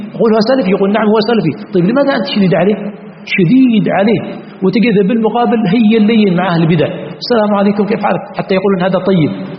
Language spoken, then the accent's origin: Arabic; Yemen; فإذا قلت يعني سطر على الشمال، هذه كلمة عندنا في اليمن تعني أن ما في شيء